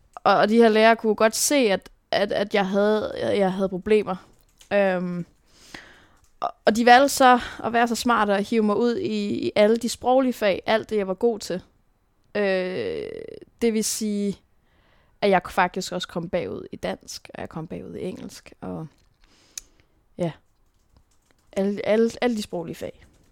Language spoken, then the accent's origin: Danish; Tisvilde, Capital Region, Denmark; Men jeg er opvokset i Tisvilde, og det var bare en af de smukkeste dele af mit liv.